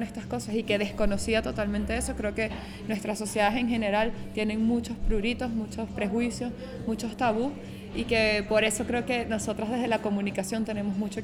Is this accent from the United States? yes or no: no; Venezuela; vengo de Venezuela.